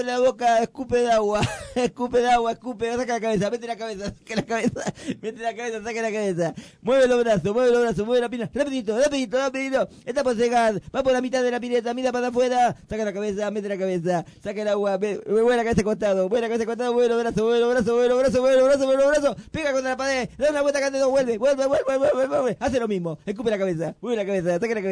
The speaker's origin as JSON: {"language": "Spanish", "country": "Argentina", "said": "Porque soy argentino."}